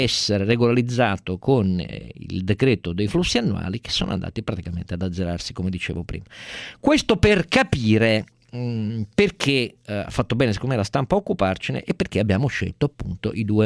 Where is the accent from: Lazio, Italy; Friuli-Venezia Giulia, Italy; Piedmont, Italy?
Piedmont, Italy; Turin; io sono torinese quindi sono viziato a un pregiudizio forse favorevole